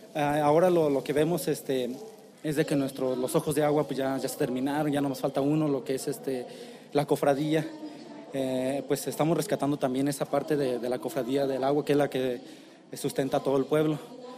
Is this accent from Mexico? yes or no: yes; Cherán, Michoacán, Mexico; soy soy de Cherán, Cherán Napo.